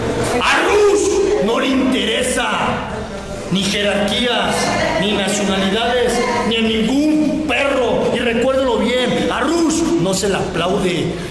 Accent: Jalisco, Mexico; simplemente en Guadalajara, en mi tierra, grábenselo bien, mi tierra, pero no mi pueblo, soy de tan Jalisco

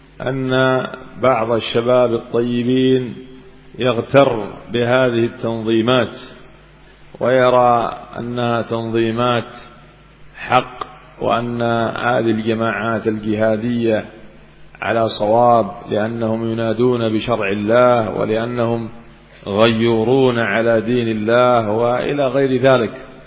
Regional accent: Yemen; كما حصل عندنا في اليمن مثلا

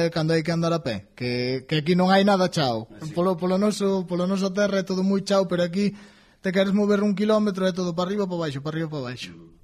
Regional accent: Galicia, Spain; resulta que nós somos todos de Ferrolterra

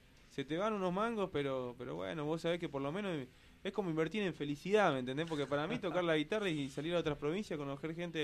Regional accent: El Carmen, Jujuy, Argentina; El Carmen es un pueblito que queda lo más al sur de Jujuy, digamos, ya lo más cercano a Salta, de unos 15.000 habitantes

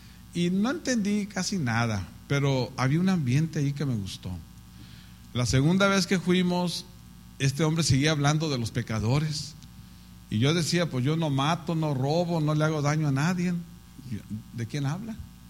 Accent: Tijuana, Baja California, Mexico; yo me crié en Tijuana, en la zona norte, donde está todo lo sucio. De ahí era.

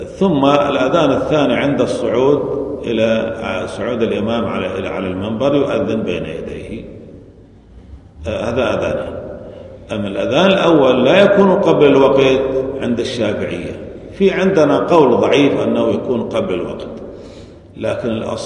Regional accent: Syria; مثل عندنا في سوريا ما في أذانين

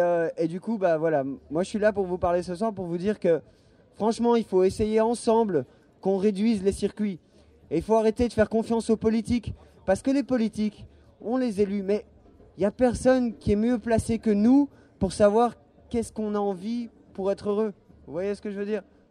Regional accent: Belgium; je suis belge et je bois une bière polonaise.

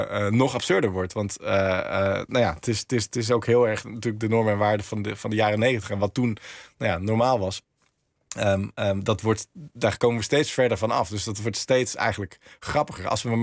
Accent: Maaskantje, North Brabant, Netherlands; Tim en ik uit Maaskantje en met familie in Schijndel.

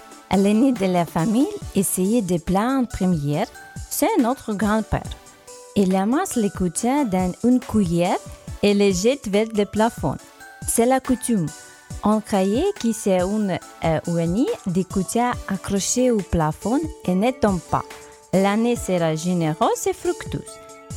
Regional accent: Monastyrych, Ternopil Oblast, Ukraine; born there; French is a second language; je suis ukrainienne, je suis depuis France en Inde. Je veux vous parler des traditions de Noël en Ukraine. Je suis née dans la petite ville de Monastyrych. Nous sommes au centre de l'Ukraine.

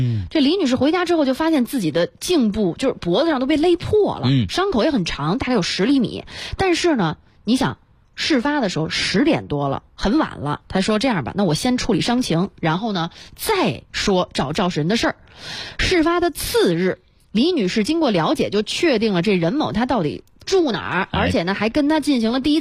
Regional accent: South China, China; 虽然我真的是南方人。

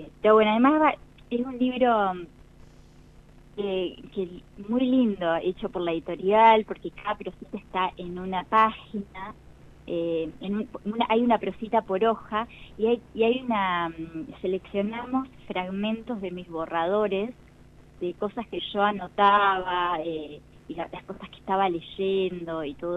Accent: Buenos Aires, Argentina; born there; Nací en Capital Federal

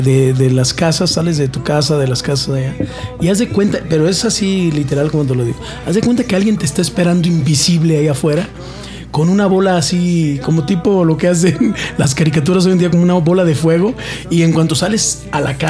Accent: Sonora, Mexico; Sí, mi tierra es. Pero bueno, o sea.

